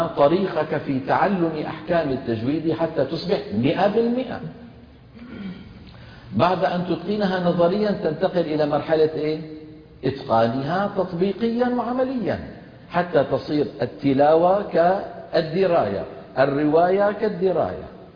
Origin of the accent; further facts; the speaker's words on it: Damascus, Damascus Governorate, Syria; accent: Damascene; مثلا أنا عربي دمشقي، لكن عندي في لهجة العامية الدمشقية ظواهر لهجية